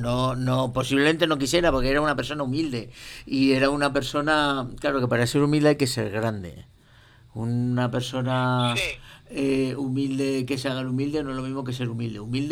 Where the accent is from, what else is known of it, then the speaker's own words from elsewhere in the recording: Gomecello, Castile and León, Spain; Yo soy de Gomecello, un pueblo de Salamanca, 250 habitantes en invierno, muy buena gente, pero muy brutos.